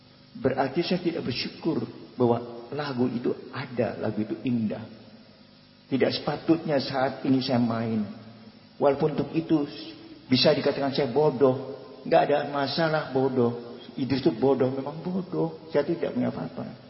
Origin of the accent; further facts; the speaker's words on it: Indonesia; born there; saya lahir di Indonesia, jadi anak Indonesia.